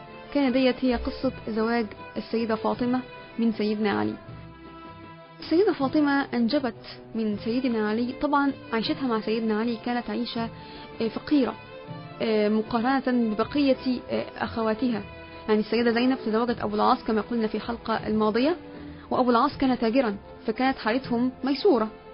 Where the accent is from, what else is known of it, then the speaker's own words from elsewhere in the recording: Egypt; اللي هي المدفونة عندنا في مصر هنا